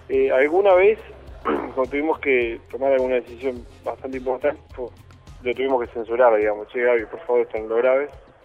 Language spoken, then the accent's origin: Spanish; Uruguay; Sí, es raro, aparte nosotros somos de Uruguay, es rarísimo